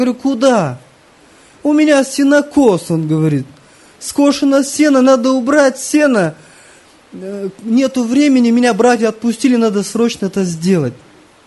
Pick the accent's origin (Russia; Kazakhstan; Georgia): Kazakhstan; Я смотрю, одни казахи. Кто будет проводить собрание? Среди нашей группы я всего один казах.